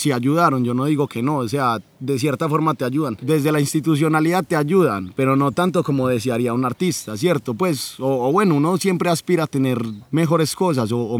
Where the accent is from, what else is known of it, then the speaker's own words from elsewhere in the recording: Medellín, Antioquia, Colombia; yo aposté a hacer este concierto acá en San Antonio de Prado, porque es mi tierra, porque la amo y porque sé que está muy olvidada